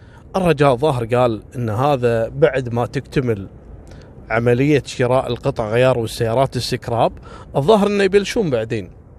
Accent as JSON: {"language": "Arabic", "country": "Kuwait", "said": "حتى عندنا في الكويت أول 5 سنوات بعد التحرير اللي كان يشتغل في السيارات اغتنى صراحة"}